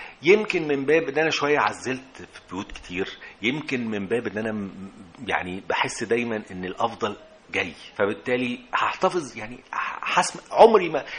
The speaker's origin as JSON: {"language": "Arabic", "town": "Alexandria", "region": "Alexandria Governorate", "country": "Egypt", "said": "أنا من اسكندرية، وأنا جامعتي كنت في منتصف الثمانينات،"}